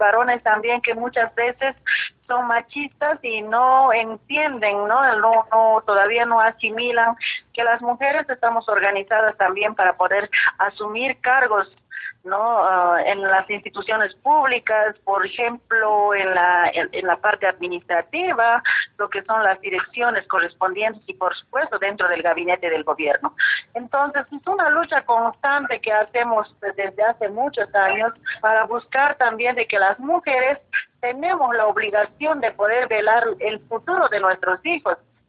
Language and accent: Spanish; Bolivia; nosotros, como bolivianas, como mujeres interculturales, como organizaciones sociales, buscamos de que en Bolivia se pueda respetar la lucha de las mujeres